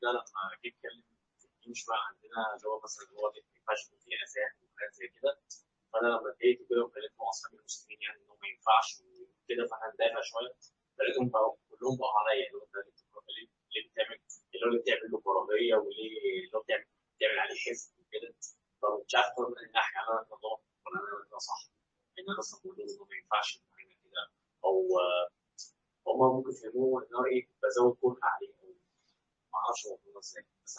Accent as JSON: {"language": "Arabic", "country": "Egypt", "said": "قصدي يعني احنا مصريين كلنا"}